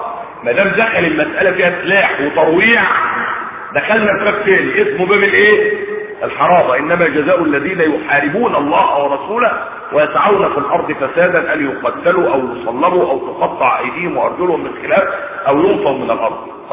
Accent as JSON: {"language": "Arabic", "country": "Egypt", "said": "عندنا في مصر هنا"}